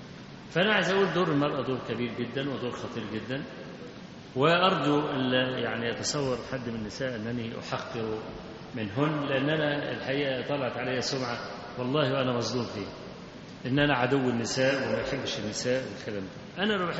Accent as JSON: {"language": "Arabic", "town": "Kafr El Sheikh", "region": "Kafr El Sheikh Governorate", "country": "Egypt", "said": "القطر اللي عندنا في كفر الشيخ يعني"}